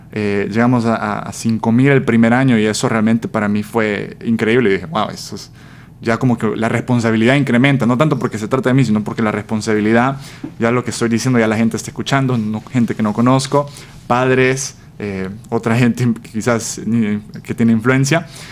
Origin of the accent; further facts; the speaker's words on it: El Salvador; moved away as an adult; now in United States; Sí, bueno … así como dijiste, soy de El Salvador, tengo 23 años, viví en El Salvador toda mi vida, una familia pequeña de 4. A los 18 me quería ir a estudiar fuera del país, así que vine a Estados Unidos a estudiar la universidad.